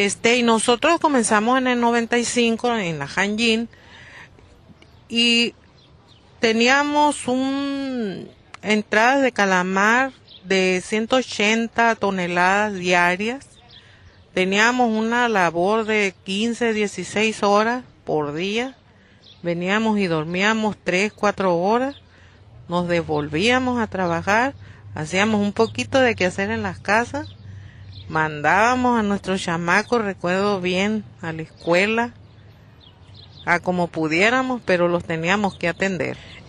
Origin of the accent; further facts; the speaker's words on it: Santa Rosalía, Baja California Sur, Mexico; soy de Santa Rosalía, soy trabajadora calamarera.